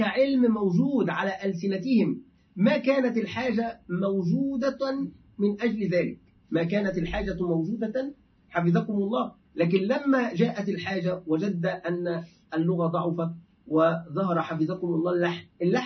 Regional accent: Egypt; أهل مرسى مطروح عندنا في مصر

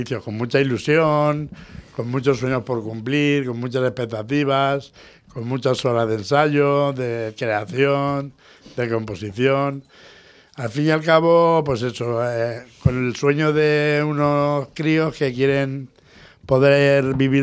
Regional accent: Valencian Community, Spain; hay un escritor valenciano, que es de donde soy yo

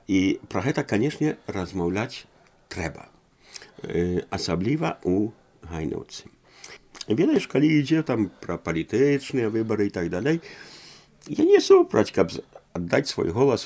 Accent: Poland; я нарадзіўся ў Польшчы, я ўсё жыццё пражыў у Польшчы. Ведаю палякаў дасканала.

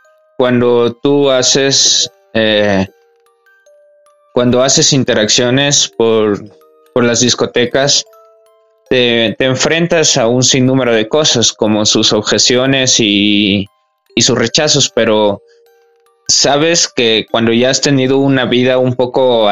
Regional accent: Ecuador; Soy de Ecuador.

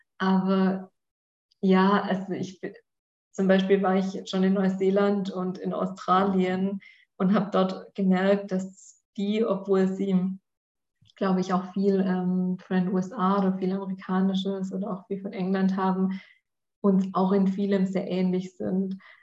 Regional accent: Swabia, Germany; jetzt hier irgendwie bei mir als Schwabe

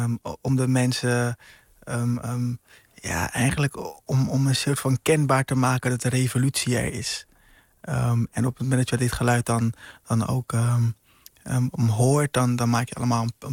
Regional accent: Curaçao; now in Rotterdam, Netherlands; Ja, op jonge leeftijd naar Curaçao verhuisd.

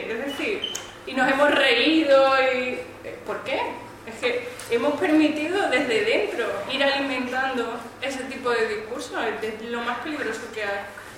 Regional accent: Andalusia, Spain; moved away; Porque yo soy inmigrante andaluza.

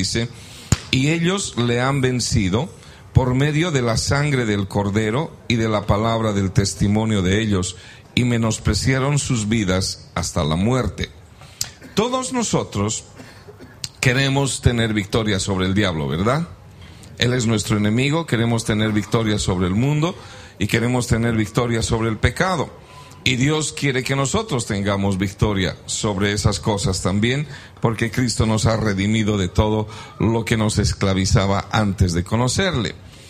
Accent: Bolivia; born there; nosotros somos bolivianos de origen, de nacimiento, nacimos allá y nos convertimos al evangelio allá mismo, y venimos del avivamiento más grande que hubo en mi país, en Bolivia

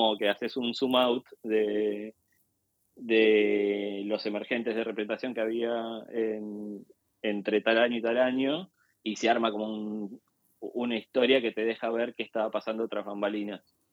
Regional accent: Argentina; de idiosincrasia argentina que está presente en mi trabajo. Sobre todo lo siento en que creo que como argentinos tenemos mucho más incorporado lo que es pensarnos como personas y como actores políticos

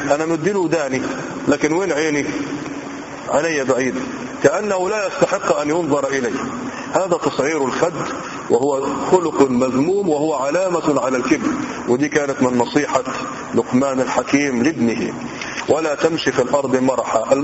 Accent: Egypt; وقيل أن موضع الخصف موجود عندنا في مصر في مكان لازال قرب الفيوم الآن

